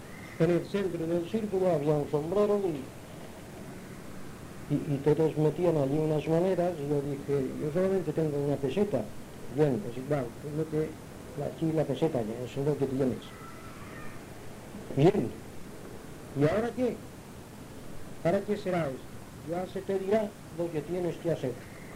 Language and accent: Spanish; Palma, Balearic Islands, Spain; born or raised there; also born or lived in Inca